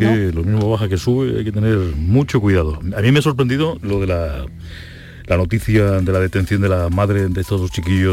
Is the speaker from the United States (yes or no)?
no; Andalusia, Spain; los titulares más importantes de los periódicos de nuestra tierra, en Andalucía